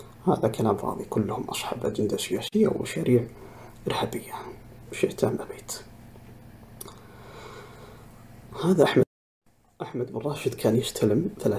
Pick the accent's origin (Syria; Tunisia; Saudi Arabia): Saudi Arabia; لكن حنا كسعوديين نعترف بها بكل الإنجازات وبكل المكاسب